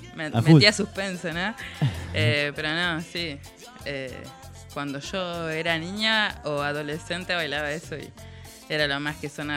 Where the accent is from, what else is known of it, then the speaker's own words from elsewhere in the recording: Zapala, Neuquén, Argentina; Yo soy de Zapala, Neuquén.